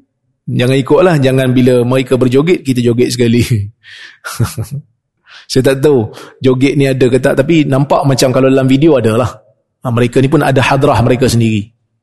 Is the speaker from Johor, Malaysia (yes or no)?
no; Perak, Malaysia; Saya orang Perak. Perak pun tak boleh.